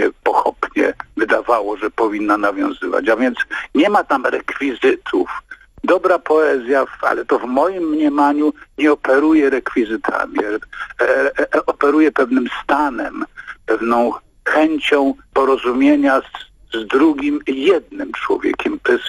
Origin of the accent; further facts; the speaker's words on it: Lesser Poland, Poland; no bo ja stamtąd, ja jestem górol z Pnioka.